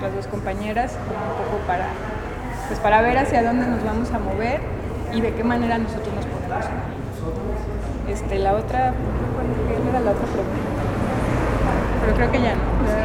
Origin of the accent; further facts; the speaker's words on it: Tlaquepaque, Jalisco, Mexico; vengo de Tlaquepaque, Jalisco.